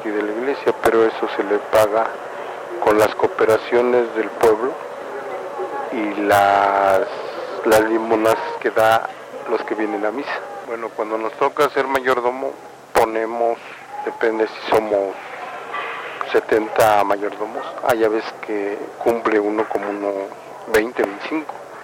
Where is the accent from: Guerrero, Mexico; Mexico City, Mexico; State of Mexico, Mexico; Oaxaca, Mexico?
Mexico City, Mexico; Yo soy del pueblo de San Lorenzo de Sonco y Zapalapa, DF.